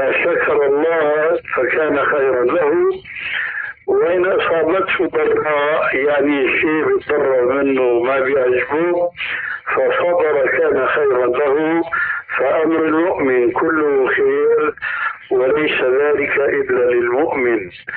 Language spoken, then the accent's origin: Arabic; Syria; هيك كما يقولون عندنا في سوريا